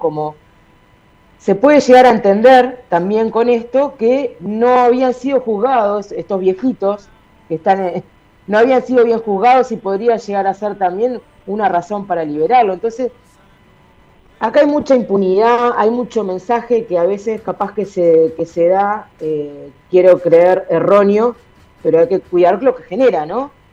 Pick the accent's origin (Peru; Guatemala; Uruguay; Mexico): Uruguay; Nosotros, si bien todavía en Uruguay no lo, como ustedes, como en Argentina, no lo tenemos reconocido como un genocidio